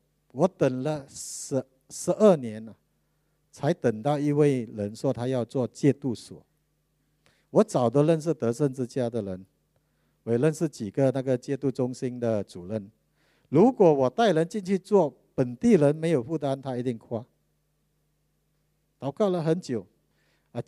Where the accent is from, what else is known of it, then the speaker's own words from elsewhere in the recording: Malaysia; 我讲不是，me Malay 就是我们是马来西亚人。